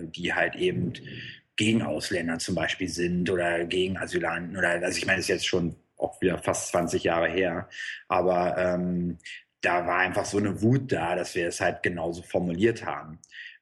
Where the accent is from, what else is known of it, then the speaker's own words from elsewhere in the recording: Berlin, Germany; Ich komme aus Berlin. Da ging halt viel los in den 90ern.